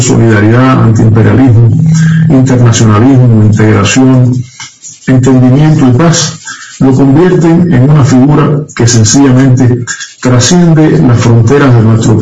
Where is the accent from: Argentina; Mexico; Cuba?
Cuba